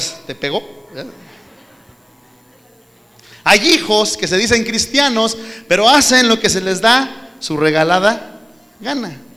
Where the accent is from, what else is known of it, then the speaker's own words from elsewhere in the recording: Mexico; Nuestra cultura como mexicanos es muy pobre.